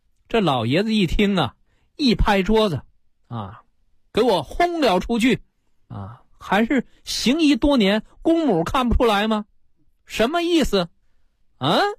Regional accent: China; 实际我们中国人呢啊，这叫心身同治，这一点上是领先于西方医学的。

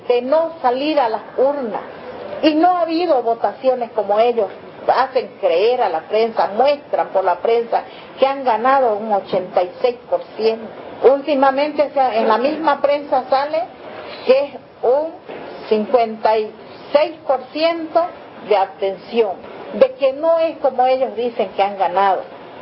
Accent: Bolivia; born there; first language Guarani; Spanish is a second language; Mi idioma es guaraní, hablo guaraní. Bueno, existen comunidades cautivas en Bolivia y una de las personas que ha nacido en cautiverio es mi persona. Vengo de una familia cautiva.

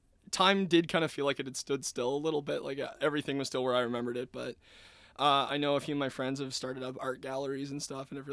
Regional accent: New Glasgow, Nova Scotia, Canada; and I am from New Glasgow, Nova Scotia.

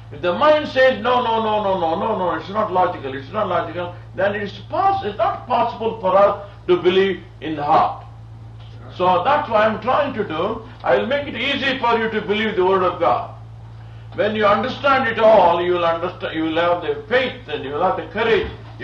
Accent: India; So I have not come here from India to teach you something. I came from India to give you something.

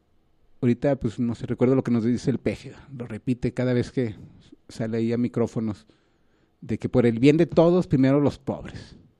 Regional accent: Mexico; uno como mexicano pues quieras o no pues desde el 94 ha estado pues oyendo todo el discurso zapatista

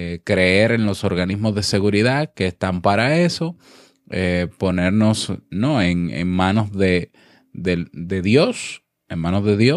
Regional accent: Dominican Republic; un abrazo a todo mi pueblo dominicano

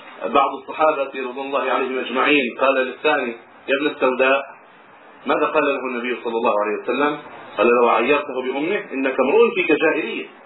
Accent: Egypt; في بعض البلدان، ترى عندنا في مصر مثلا

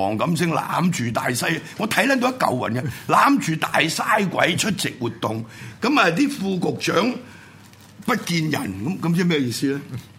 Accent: Hong Kong; 咁我哋作為香港人，完全都吹佢唔漲噶嘛

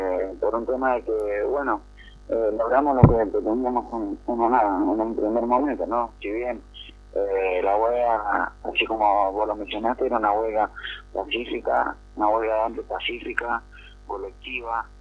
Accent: Buenos Aires, Argentina; Somos la mayoría del Gran Buenos Aires, en Suárez, La Loma, La Nuz, y estamos acá en un radio de más de 500 kilómetros de nuestro domicilio

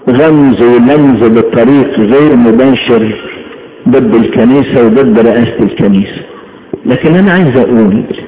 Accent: Egypt; نحن بلدنا اعظم بلد في الدنيا، اعظم بلد، وياما اتكلمت وهتكلم على بلدنا مصر، اعظم بلد

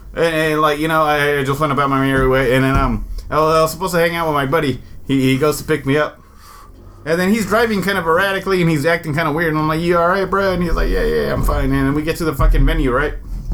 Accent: Oakland, California, United States; he's from Oakland, I'm from Oakland, we'll probably run into each other someday.

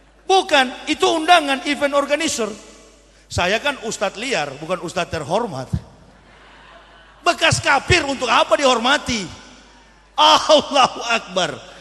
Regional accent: Manado, North Sulawesi, Indonesia; Saya orang Manado asli, asli kafir, begitu.

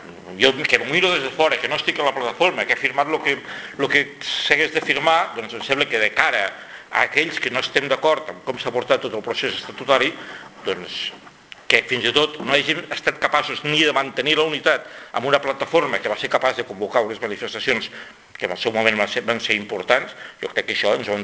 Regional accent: Catalonia, Spain; l'espectacle que estem donant com a catalans

